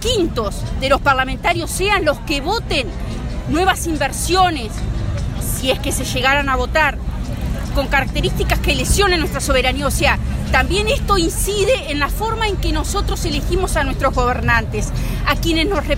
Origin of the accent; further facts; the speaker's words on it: Uruguay; como uruguayos que somos, no lo podemos permitir